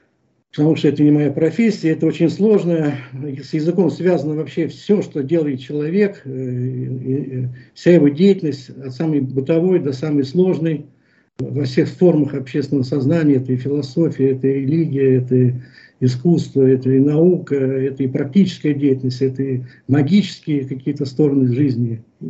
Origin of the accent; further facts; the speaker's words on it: Moscow, Russia; Я москвич, мне 70 лет, я художник по призванию, образованию, профессии